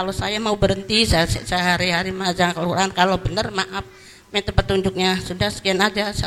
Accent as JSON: {"language": "Indonesian", "town": "Gegundung", "region": "West Java", "country": "Indonesia", "said": "saya dari Gegundung, tangga desa Sendang. … saya jualan daging di pasar Kali Tanjung Hajar Mukti."}